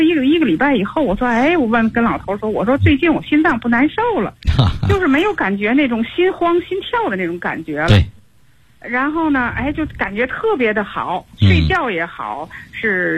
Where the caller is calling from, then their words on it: Tianjin, China; 我是天津的那个河西区的学员。